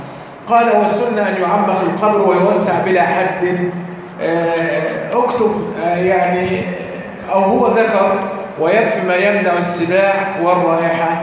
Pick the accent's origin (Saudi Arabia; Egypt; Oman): Egypt; يعني بنسميها عندنا في مصر الإيه؟ الحانوتي.